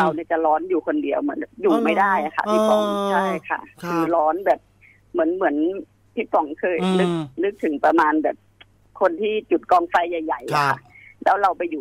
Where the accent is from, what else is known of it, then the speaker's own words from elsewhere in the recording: Bangkok, Thailand; ส่วนตัวเป็นคนต่างจังหวัดเชื่อเรื่องพวกนี้อยู่แล้วค่ะ